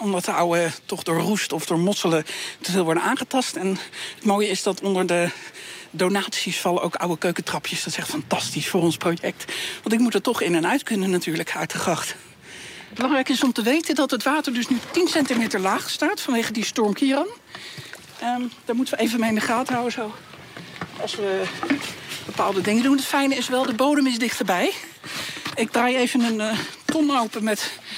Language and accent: Dutch; Leiden, South Holland, Netherlands; uit Leiden. Hallo.